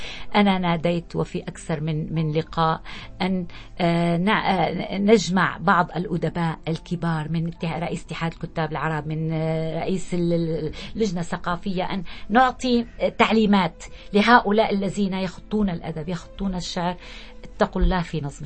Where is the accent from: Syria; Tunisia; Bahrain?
Syria; فأنا كسورية لي الفخر أن أقول أنا سورية بكل المحافل الدولية